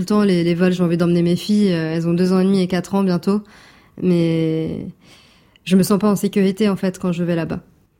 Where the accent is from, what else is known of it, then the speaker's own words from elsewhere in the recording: Lebanon; Donc quand on me demande, je suis libanaise, oui.